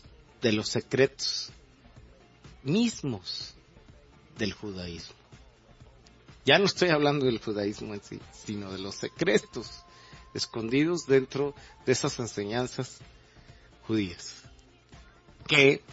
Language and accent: Spanish; Mexico; Me atrevería a decir que sería interesante que hiciéramos un referendo como mexicanos